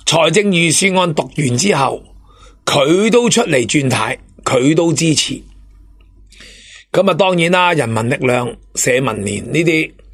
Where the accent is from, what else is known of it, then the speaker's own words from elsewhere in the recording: Hong Kong; 如果用我哋香港人嘅谐音，